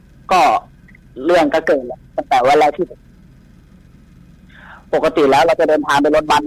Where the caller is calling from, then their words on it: Nawamin, Bangkok, Thailand; นวมินครับพี